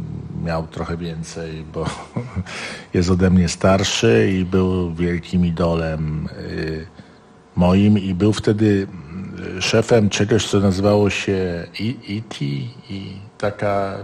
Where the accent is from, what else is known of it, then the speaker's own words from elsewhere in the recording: Tarnów, Lesser Poland, Poland; ja się nie chcę wyprowadzać z Tarnowa, bo jakby no jestem tarnowianinem